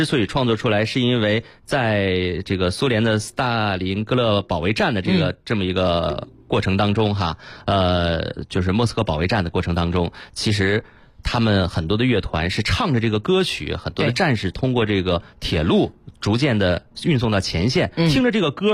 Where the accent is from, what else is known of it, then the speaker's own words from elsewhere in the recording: Harbin, Heilongjiang, China; 因为我是哈尔滨人啊，所以说我深有感触